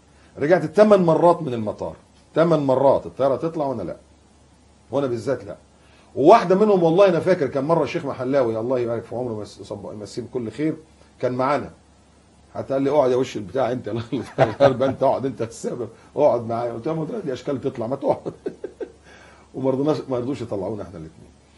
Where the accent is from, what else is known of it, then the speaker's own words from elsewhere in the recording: Egypt; moved away as an adult; يعني أنا مصري ومواليد مصر، وعشت في مصر وتربيت في مصر، وبعدين سبت مصر 2001، سبتها وما كنتش عارف ان انا مش هرجع.